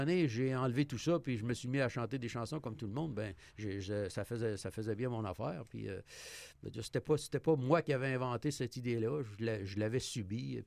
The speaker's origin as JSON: {"language": "French", "region": "Quebec", "country": "Canada", "said": "j'étais tout petit. Je connais connaissais absolument rien dans ça. Je venais de l'Abitibi."}